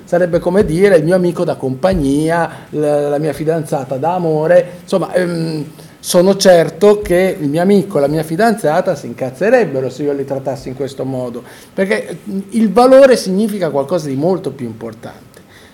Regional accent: Bologna, Emilia-Romagna, Italy; born there; tutta la mia famiglia viene da Amola, San Giovanni in Persiceto, quindi anche se io sono nato a Bologna, però mio padre è nato qua

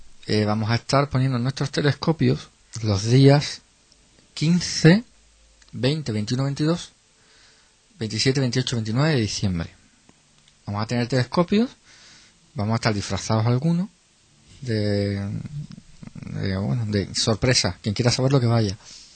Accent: Spain; yo soy más español y me gustan más los Reyes Magos.

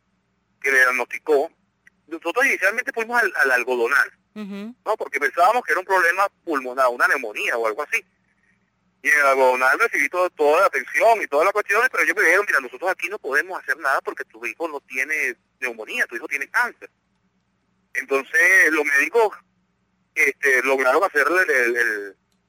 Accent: Venezuela; Pero es que nosotros somos venezolanos igual que ustedes. Todos somos venezolanos.

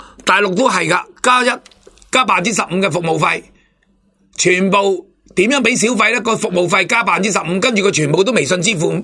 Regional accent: Hong Kong; 我哋香港人以前翻去食饭

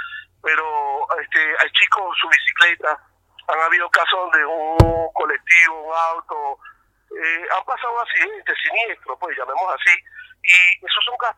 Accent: Venezuela; now in Argentina; yo como venezolano y con respeto a toda la colectividad

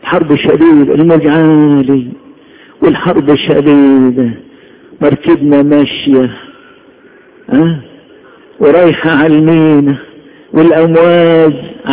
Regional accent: Upper Egypt, Egypt; accent: Saidi; انا بتكلم صعيدي.

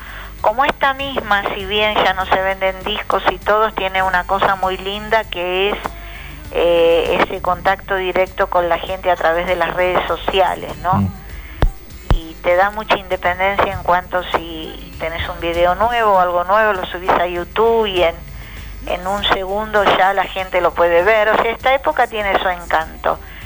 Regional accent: Paso del Rey, Buenos Aires Province, Argentina; yo soy de Paso del Rey

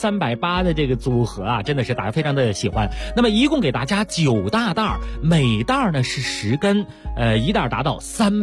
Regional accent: Beijing, China; 其实咱俩都是北京人

